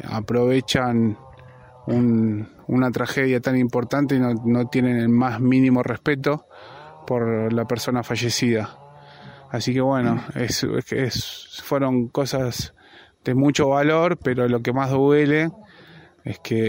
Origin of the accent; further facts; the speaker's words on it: Buenos Aires, Argentina; Yo soy de Buenos Aires. Estoy haciendo una pequeña casita acá en Las Rabonas.